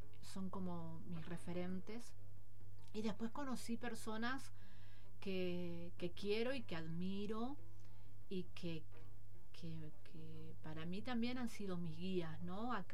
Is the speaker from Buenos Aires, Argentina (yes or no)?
no; Rawson, Chubut, Argentina; also born or lived in Teca; Nací en Teca, viví en un barrio pobre de Rawson, me vine a vivir acá